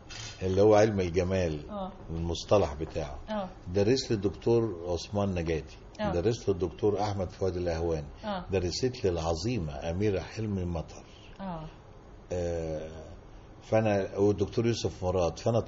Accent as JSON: {"language": "Arabic", "town": "Kafr El Dawwar", "region": "Beheira", "country": "Egypt", "tie": "born or raised there", "also_born_or_lived": "Menoufia", "said": "أنا من المنوفية اللي هي مسقط رأسي."}